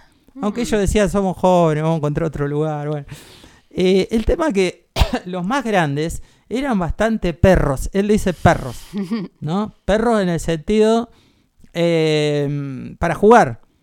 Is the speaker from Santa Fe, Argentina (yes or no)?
no; Caseros, Buenos Aires Province, Argentina; Yo vivía en Caseros, pasé mi infancia en Caseros